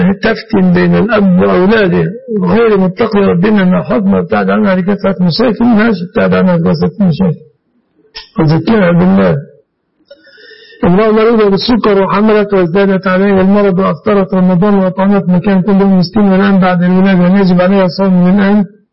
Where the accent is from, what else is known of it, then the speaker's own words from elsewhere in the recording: Egypt; هذا يتسمى جمعية عندنا في مصر.